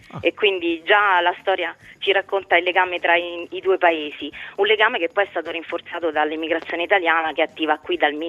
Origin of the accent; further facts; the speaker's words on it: Rome, Lazio, Italy; born there; quindi perché io sono nata a Roma